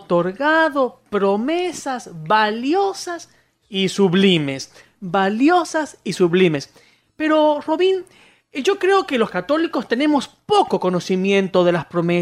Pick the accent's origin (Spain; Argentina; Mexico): Argentina; somos de Argentina, y aquí los políticos tienden mucho a mentir